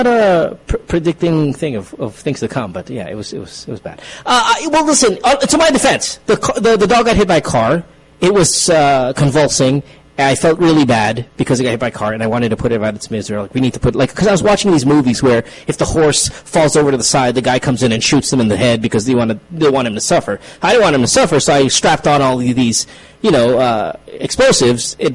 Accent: Bocaue, Central Luzon, Philippines; I'm from Bukawi, Bulacan. I grew up in Bulacan where the fireworks are from

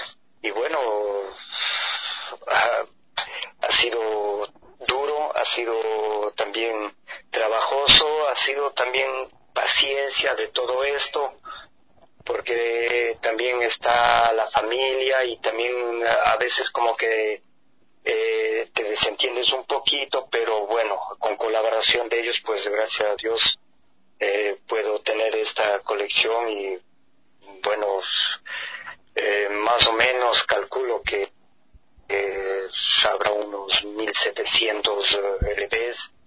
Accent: Ambato, Tungurahua, Ecuador; yo soy ambateño, ecuatoriano, y bueno, pues esta aventura comienza hace más o menos unos 31 años, en un barrio de Ambato

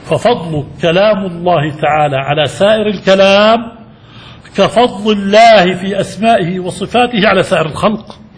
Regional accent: Jordan; في بلادنا الأردن المهروس، ولا سيما في الشمال، شمال الأردن

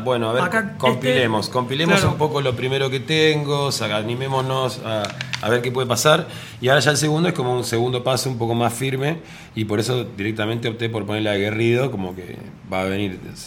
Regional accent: Santa Rosa, La Pampa, Argentina; Yo, por ejemplo, soy de Santa Rosa, de La Pampa

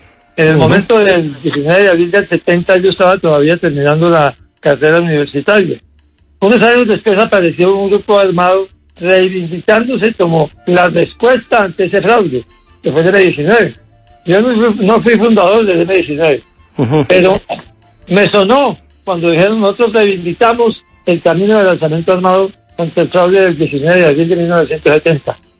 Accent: Pasto, Nariño, Colombia; also born or lived in Cali; Yo viví primero hasta los 9 años, después viví en Cali unos 20 años más, y volví a Pasto cuando me propusieron que fuera candidato a la alcaldía en 1994, y fui alcalde de Pasto

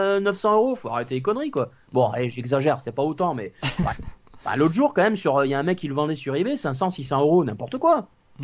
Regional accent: Toulouse, Occitanie, France; Je salue les Toulousains, parce que je suis Toulousain d'origine.

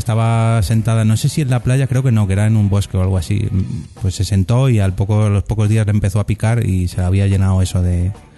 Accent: Madrid, Community of Madrid, Spain; pero para nosotros de Madrid...

